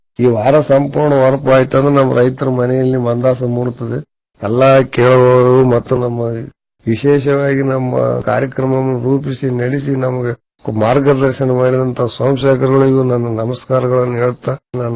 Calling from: N Ganakal, Karnataka, India; ರಾಯಚೂರು ಜಿಲ್ಲೆ ದೇವದುರ್ಗ ತಾಲೂಕು ಎನ್ ಗಣಕಲ್ ಗ್ರಾಮದ ಕಳೆದ ಎರಡು ವಾರದಿಂದ ನಮ್ಮ ಊರಿನಿಂದ ಸುತ್ತ 10-12 ಕಿಲೋಮೀಟರ್ ವರೆಗೆ ಯಾವುದೇ ಮಳೆ ಅಂತ ಬಿದ್ದಿಲ್ಲ.

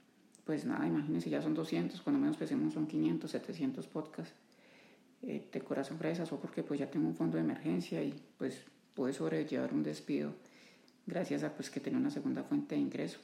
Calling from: Colombia; de Colombia. Pues nada, en este podcast número 200 solo quiero decirles

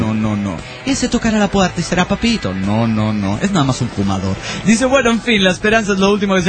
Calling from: Trelew, Chubut, Argentina; de Trelew, nuevamente

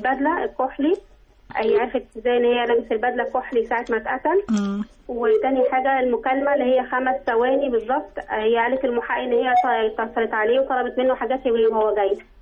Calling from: Cairo, Cairo Governorate, Egypt

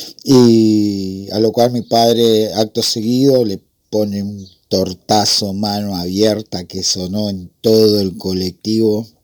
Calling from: Remedios de Escalada, Buenos Aires Province, Argentina; de Escalada.

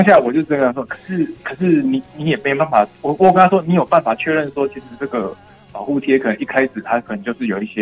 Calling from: Tainan, Taiwan; 我是台南的

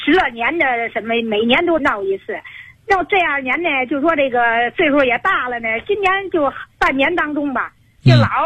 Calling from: Shenyang, Liaoning, China; 因为我是沈阳的，通过寄邮的方式。

